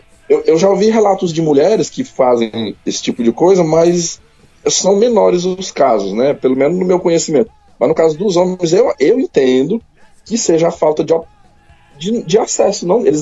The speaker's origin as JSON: {"language": "Portuguese", "region": "Pará", "country": "Brazil", "tie": "born there", "said": "Eu sou nortista, mas sou descendente de nordestino. Minha família toda é nordestina. Eu sou paraense porque nasci no Pará. Mas as raízes, né, familiar, toda nordestina, do Maranhão. Então é normal esse meu sotaque aí."}